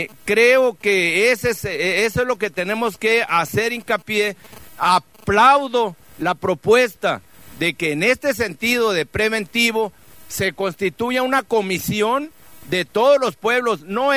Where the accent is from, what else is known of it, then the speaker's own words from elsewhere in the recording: Cananea, Sonora, Mexico; Aparte soy de Cananea, conozco toda la contaminación que hay en Cananea